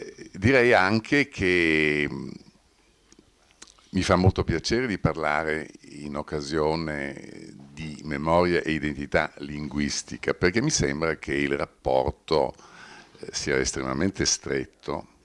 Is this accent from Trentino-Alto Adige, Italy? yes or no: yes; Trentino-Alto Adige, Italy; io sono cresciuto in Alto Adige conoscendo anche i dialetti. Io ho fatto la prima elementare a Siusi e parlavo il dialetto dell'altopiano di Siusi. Poi ho lavorato tantissimi anni a Caldaro e dovevo parlare il dialetto di Caldaro